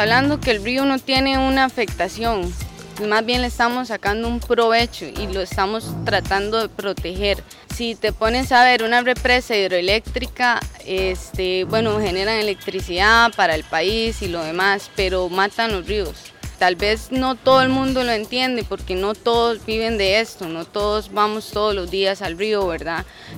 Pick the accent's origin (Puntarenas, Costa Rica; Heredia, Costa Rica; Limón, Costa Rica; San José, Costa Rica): Heredia, Costa Rica; Sarapiquí; also born or lived in Alajuela; yo soy del área de Sarapiquí, nací en Alajuela. Gracias a Dios, a privilegio de la vida, mis papás se movieron a Sarapiquí cuando tenía aproximadamente 10 años